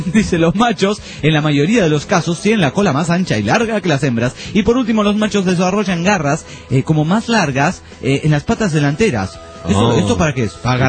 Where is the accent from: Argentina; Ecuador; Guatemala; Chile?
Guatemala; Señores de la Gran María de Tijuana … de Guatemala.